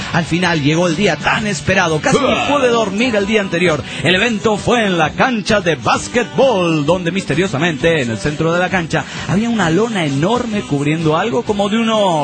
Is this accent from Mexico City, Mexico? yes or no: no; Cerro Azul, Veracruz, Mexico; cuando era niño, corría el año 1986, yo vivía en un pueblo, en mi pueblo natal, llamado Cerro Azul, en Veracruz.